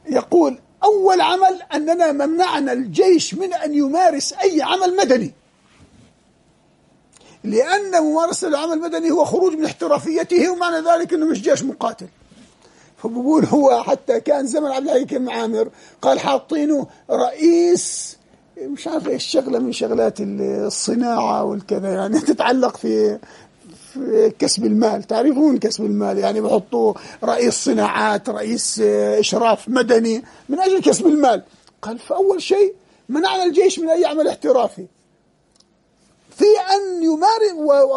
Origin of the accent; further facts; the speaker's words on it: Jordan; في بلدنا الأردن هنا